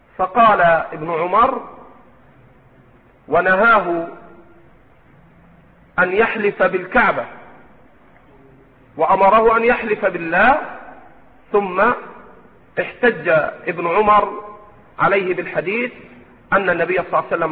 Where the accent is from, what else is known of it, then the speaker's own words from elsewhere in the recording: Egypt; عندنا في مصر ألفاظ، يعني مثلا تقول أنت ربنا بركتنا وانت